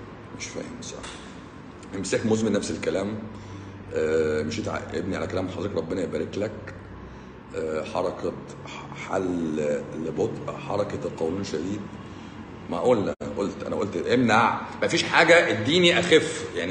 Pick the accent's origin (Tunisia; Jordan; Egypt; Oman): Egypt; من عندنا في مصر